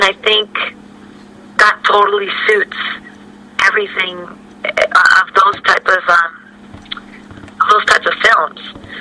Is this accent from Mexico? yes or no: yes; Mexico; But like being being born and raised in Mexico